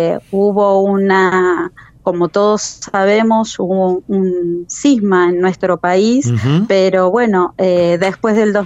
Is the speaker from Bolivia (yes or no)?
no; Trelew, Chubut, Argentina; also born or lived in La Plata; Nacida y criada en Trelew. Me fui a estudiar a La Plata a los 17 años, uh-huh. Y volví en el 2001 a la provincia del Chubut a trabajar. Así que nací, sí, en Trelew en 1976, el 19 de febrero.